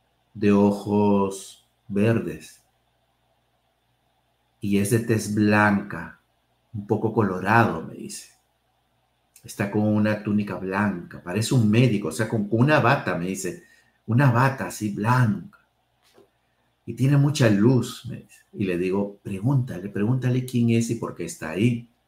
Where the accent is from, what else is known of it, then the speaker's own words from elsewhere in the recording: Lima, Peru; born there; mi papá de la zona de la selva, mi papá de la zona andina, yo nací aquí en Lima, mis hermanos nacieron en Lima